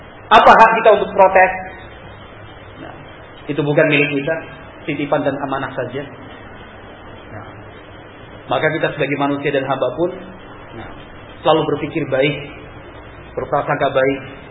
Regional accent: Java, Indonesia; Kalau kita orang Jawa, menurut kakang bagaimana? Kan gitu. Menurut kan mas pripun? Halus kan?

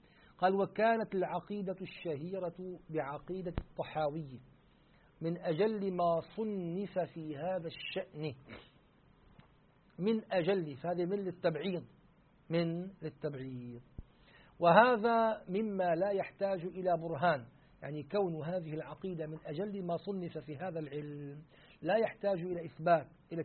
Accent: Syria; مرة عندنا في الشام فعلوا حفلة احتفال جمعوا فيه قراء دمشق

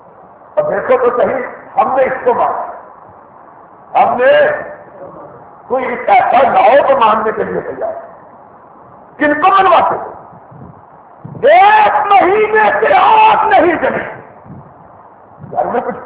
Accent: Sialkot, Punjab, Pakistan; میں بھی ضلع سیالکوٹ کا رہنے والا ہوں, سیالکوٹ کا.

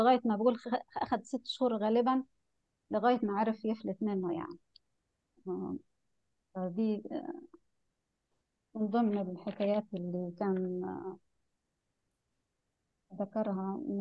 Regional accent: Egypt; وده حصل في فترات كتيرة سياسية حتى عندنا في مصر

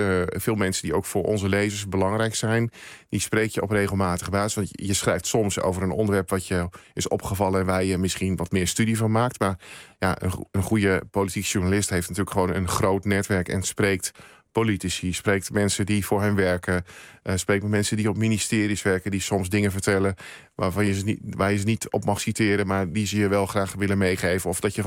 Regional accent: Overijssel, Netherlands; now in Veluwe, Netherlands; Ja, ik ben in Twente opgegroeid en ik heb daar ook lange tijd gewoond. En ik woon sinds een aantal jaren op de Veluwe. En ik zeg wel eens gekscherend, van ik woon aan de goede kant van Amersfoort.

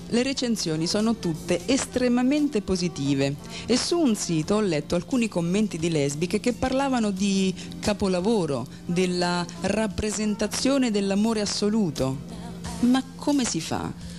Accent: Naples, Campania, Italy; Sono pure di Napoli e tanto tempo fa ho già dovuto combattere contro il pregiudizio.

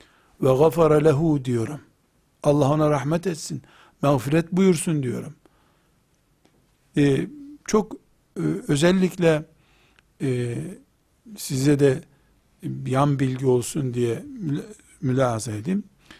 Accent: Trabzon, Turkey; sen nerelisin demişti. Ben de Trabzonluyum demiştim.

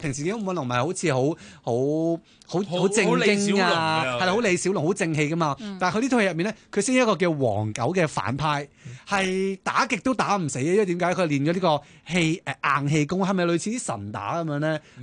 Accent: Hong Kong; 作為香港人咧

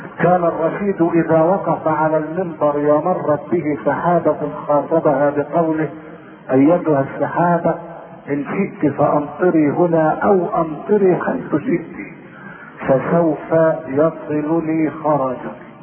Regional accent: Shubra Khit, Beheira, Egypt; نشأت في مدينة شبرا فيه وهي اقل من المدينة وفوق القرية، وكان اكثر رجالها يعملون بالتجارة

